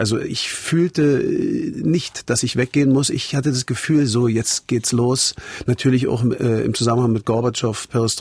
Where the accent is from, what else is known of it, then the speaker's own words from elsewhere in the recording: East Berlin, Berlin, Germany; born there; Für mich war sie Kulisse natürlich, weil ich hier reingeboren wurde.